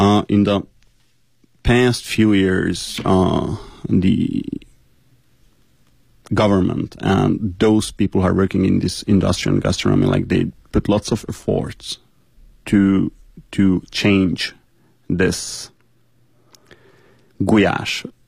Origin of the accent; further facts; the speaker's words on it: Hungary; It's like, where are you from? Hungary. Like, are you hungry?